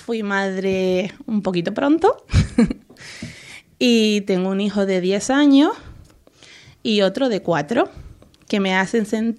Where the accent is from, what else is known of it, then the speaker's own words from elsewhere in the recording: Canary Islands, Spain; born there; now in Lanzarote, Spain; Yo nací en Gran Canaria y llevo 2 años en Lanzarote. Hemos venido por motivos de trabajo, aunque me gustaría muchísimo volver a Gran Canaria porque allí tengo toda mi familia.